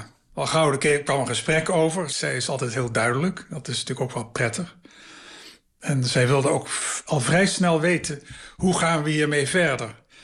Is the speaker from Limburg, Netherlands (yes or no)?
yes; Maastricht, Limburg, Netherlands; de provinciestad waar ik vandaan kom, Maastricht, was altijd heel sterk, een standensamenleving.